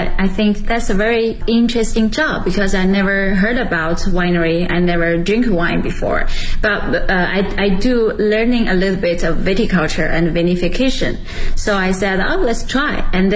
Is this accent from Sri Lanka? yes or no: no; Shijiazhuang, Hebei, China; now in Beijing, China; I'm originally from Hebei province and Shijiazhuang City.The capital of the Hebei province. And right now I'm working in Beijing